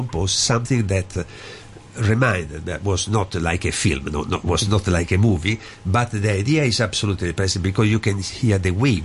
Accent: Naples, Campania, Italy; English is a second language; I am from Naples.

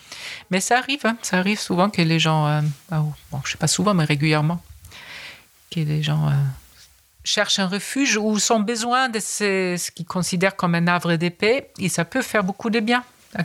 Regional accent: Germany; French is a second language; J'ai remarqué ça en tant qu'Allemande.

